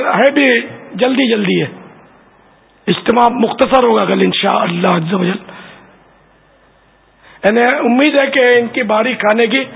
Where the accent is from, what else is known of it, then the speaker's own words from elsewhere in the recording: Karachi, Sindh, Pakistan; born there; میری پیدائش باب المدینہ میں ہوئی.